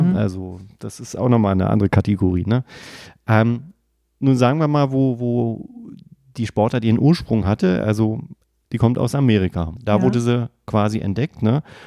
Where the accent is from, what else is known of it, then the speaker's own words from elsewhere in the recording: Berlin, Germany; weil wir kommen aus Berlin, wir können davon ein Lied singen, ne?